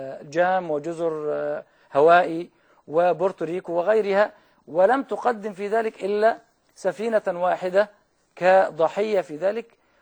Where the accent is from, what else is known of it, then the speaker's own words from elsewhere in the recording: Egypt; والمثل عندنا في مصر يقول